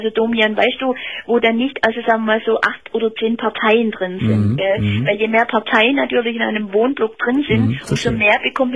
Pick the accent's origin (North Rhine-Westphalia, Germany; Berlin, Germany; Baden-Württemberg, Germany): Baden-Württemberg, Germany; Heidenheim; Also ich komme ehrlich gesagt eigentlich aus Heidenheim.